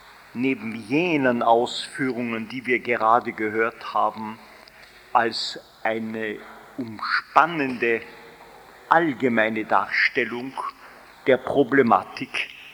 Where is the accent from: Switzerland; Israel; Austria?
Austria; Als Österreicher darf ich auf eine hochinteressante Arbeit eines Wiener Statistikers Wilhelm Weber verweisen